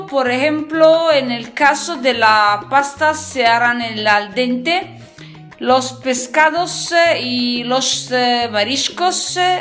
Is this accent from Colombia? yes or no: no; northern Italy, Italy; Spanish is a second language; recuerdo que soy italiana, en el norte de Italia, estudio español solo da sola